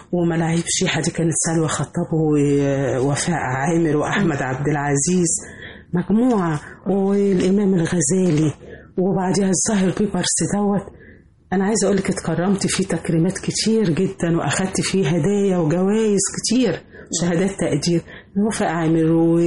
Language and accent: Arabic; Egypt; انا فخورة ان انا من مصر،